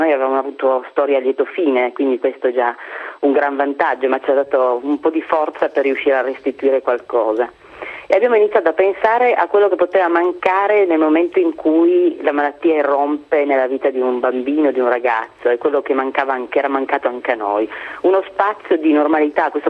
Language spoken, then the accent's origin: Italian; Turin, Piedmont, Italy; È nato dall'esperienza di noi che siamo di Torino